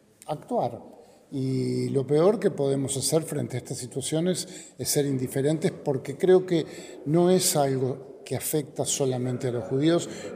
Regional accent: Uruguay; nosotros somos uruguayos

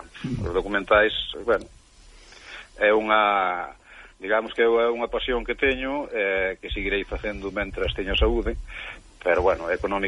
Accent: Chantada, Galicia, Spain; é o primeiro que digo son de Chantada, para que a xente visite Chantada, non?

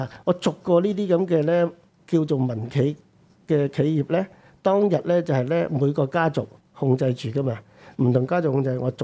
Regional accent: Hong Kong; 唔係佢，唔係我哋香港，我哋都係中國人，但係我哋做唔到啊！

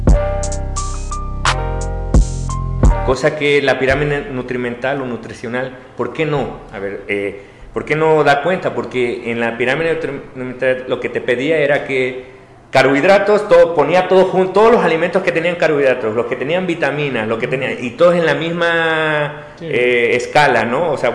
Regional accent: Mexico; venimos de México

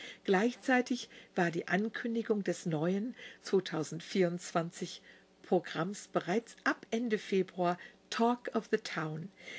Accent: Wiesbaden, Hesse, Germany; fahren Sie mal nach Wiesbaden, so oder so. Und das ist meine Heimatstadt, meine Stadt, in der ich geboren wurde

